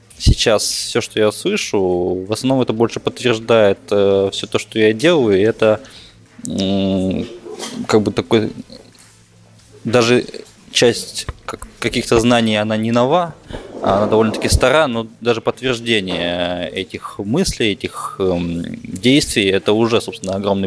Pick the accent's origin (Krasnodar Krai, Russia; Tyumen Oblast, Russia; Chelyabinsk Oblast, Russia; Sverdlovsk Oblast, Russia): Tyumen Oblast, Russia; Tyumen; Ну, я вообще родом из Сибири, из Тюмени вообще. И вот сегодня я уезжаю обратно.